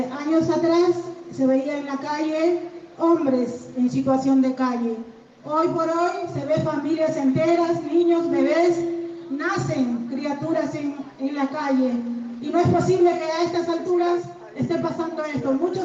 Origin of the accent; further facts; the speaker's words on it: Buenos Aires, Argentina; yo soy de Capital